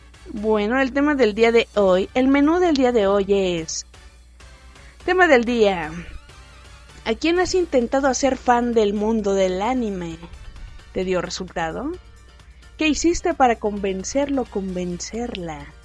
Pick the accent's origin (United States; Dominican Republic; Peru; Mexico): Mexico; Yo pues soy mexicana